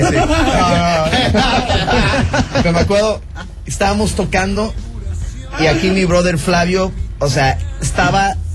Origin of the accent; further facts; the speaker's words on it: Miami, Florida, United States; born there; yo nací en Miami, en Estados Unidos, y toda mi vida en mi casa, mi madre es cubana, mi papá es colombiano.